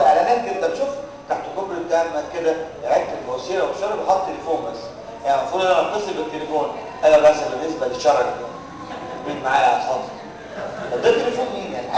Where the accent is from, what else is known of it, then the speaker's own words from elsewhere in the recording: Egypt; على فكره عندنا في مصر اقول لهم حاجه للاسف اللي تعرفوها